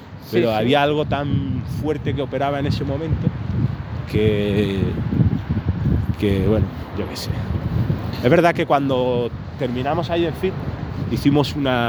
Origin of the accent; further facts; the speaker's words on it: Morocco; llevarlo a Marruecos, que a pesar de que me he criado ahí, no soy marroquí, pero me he criado ahí